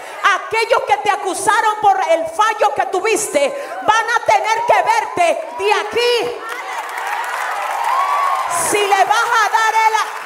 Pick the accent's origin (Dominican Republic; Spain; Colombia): Dominican Republic; Yo vine de República Dominicana a hablar con gente determinada.